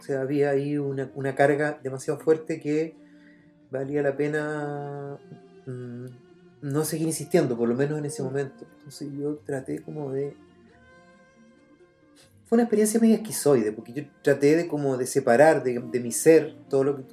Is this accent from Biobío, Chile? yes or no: yes; Contulmo, Biobío, Chile; yo soy de Contulmo, un pueblo muy pequeño que está en la novena, en el límite de la octava y la novena región.